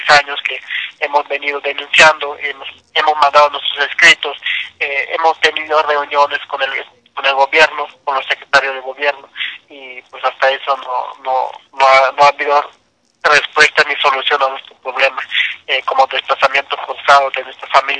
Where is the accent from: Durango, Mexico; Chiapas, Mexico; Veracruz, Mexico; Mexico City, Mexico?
Chiapas, Mexico; Banavil; soy desplazado de Balabel, municipio de Tenejapa, Chiapas.